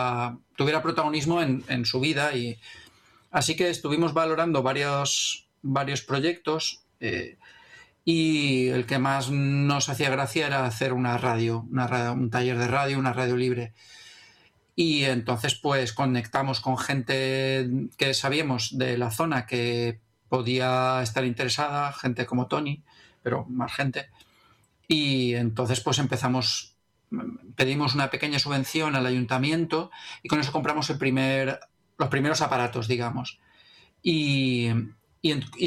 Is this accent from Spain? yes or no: yes; Valencia, Valencian Community, Spain; Somos gente de La Malva Rosa